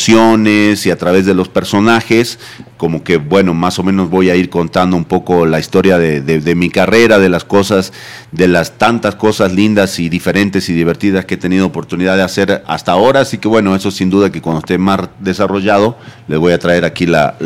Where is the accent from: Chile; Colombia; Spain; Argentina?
Argentina; Jujuy; Esa es la Quebrada de Humahuaca, esa es mi tierra natal.